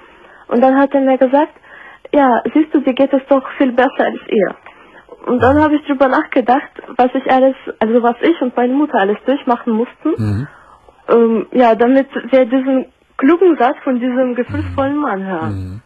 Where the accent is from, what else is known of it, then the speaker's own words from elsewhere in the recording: Kharkiv, Kharkiv Oblast, Ukraine; Aus Charkow.